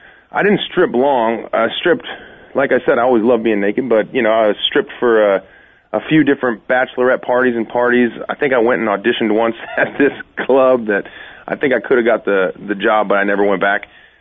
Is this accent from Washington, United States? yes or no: yes; Seattle, Washington, United States; I'm from Seattle. I'm a huge Seahawks fan